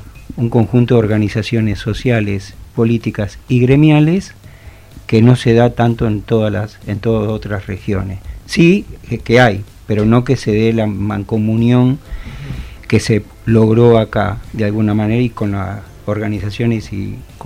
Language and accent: Spanish; Avellaneda, Buenos Aires Province, Argentina; Yo vengo de Avellaneda, por ejemplo